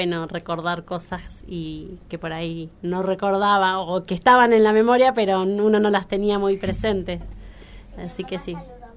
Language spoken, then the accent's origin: Spanish; Ushuaia, Tierra del Fuego, Argentina; born there; nací en Ushuaia y me gustaría, obviamente, siempre digo, el día que me muera, que mis cenizas las tiren en Ushuaia.